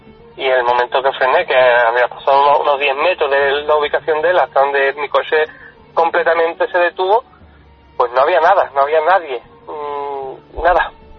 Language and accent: Spanish; Algeciras, Andalusia, Spain; yo soy de Algeciras, y de Algeciras a Olvera y hay un caminito